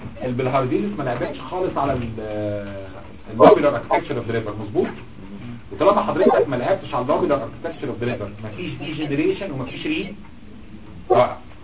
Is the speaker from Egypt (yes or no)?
yes; Egypt; طبعا الكلام ده عندنا في مصر في الارياف ما كانش بيتم غالبا